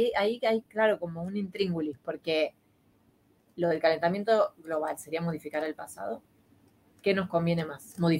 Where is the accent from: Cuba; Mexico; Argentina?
Argentina; now in Spain; En mi país era mermelada, no era nocilla. Creo que no sabíamos lo que era la nocilla, evidentemente